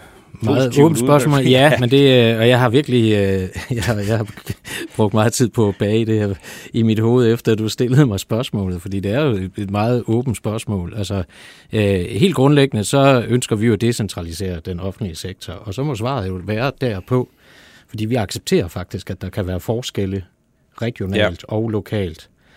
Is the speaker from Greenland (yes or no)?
no; Germany; Danish is a second language; now in Denmark; Nu er jeg jo tysker, så jeg kender jo til alt det der med at have mange beslutningslag